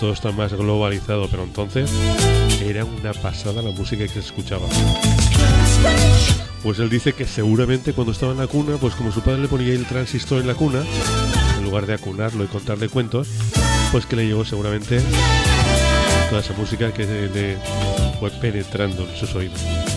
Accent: Huesca, Aragon, Spain; born there; yo allá donde nací, en Huesca, pues también la escuchaba

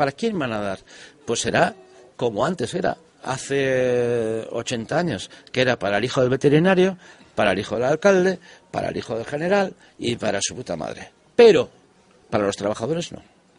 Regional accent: Hernani, Basque Country, Spain; Mi tierra, mira, acabo de estar, ahora he pasado el mes de julio allí. Y la verdad, en mi pueblo, que soy de Hernani, hay dos calles importantísimas.

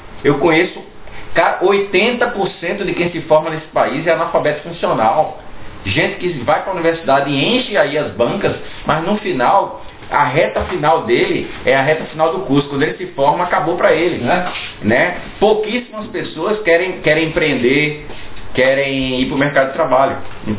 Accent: Pernambuco, Brazil; A gente chama isso lá na minha terra do balaio de caranguejo pernambucano.

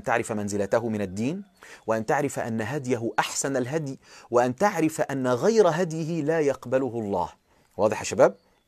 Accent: Egypt; وكان في راجل فلاح عندنا في مصر قام يخطب الجمعة

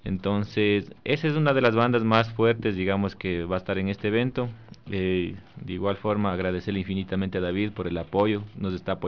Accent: Cañar, Ecuador; justamente se dio un concierto que se dio en la provincia de Cañar, de donde yo soy.

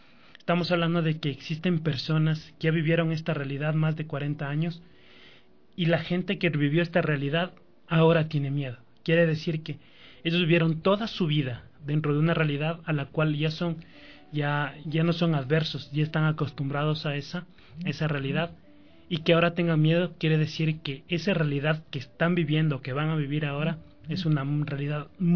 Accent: Ecuador; las necesidades que tenemos como ecuatorianos

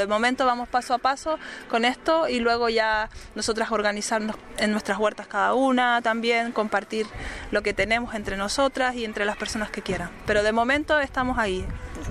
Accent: Tanos, Cantabria, Spain; Yo soy de Tanos, pero está en Gornazo.

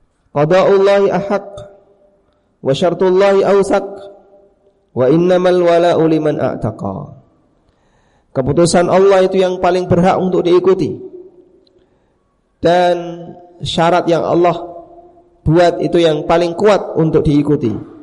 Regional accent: Paciran, East Java, Indonesia; di kampung Paciran itu, di kampung saya, ada seorang tokoh yang sangat disegani, tokoh Muhammadiyah.

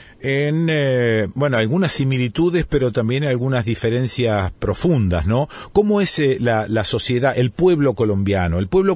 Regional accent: Argentina; Ahora, nosotros como argentinos

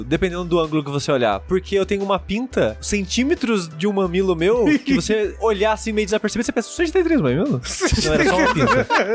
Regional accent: Queluz, São Paulo, Brazil; now in São Paulo, Brazil; Porque, na minha cidade natal, em Queluz, eu cheguei a morar em uma casa, mas eu era muito bebê, não lembro.

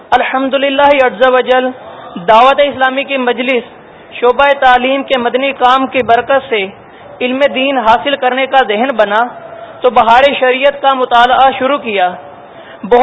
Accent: Hyderabad, Sindh, Pakistan; اور میرا تعلق حیدرآباد سے ہے, اور میں ابھی M S C power engineering کر رہا ہوں.

